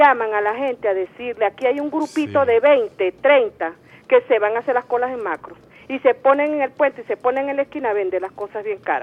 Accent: Venezuela; porque yo soy venezolana

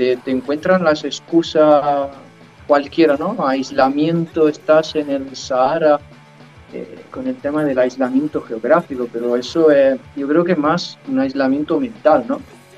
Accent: Italy; now in Fuerteventura, Spain; nosotros somos extranjeros, somos italianos, pero llevamos muchísimos años.

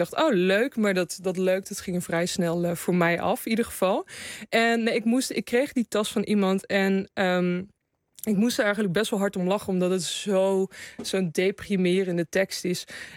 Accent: Gelderland, Netherlands; In de Betuwe.

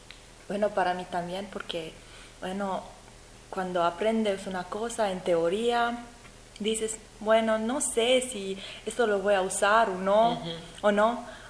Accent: Romania; Spanish is a second language; Yo vengo de Rumanía. Yo estudié traducción e interpretación en Rumanía también.

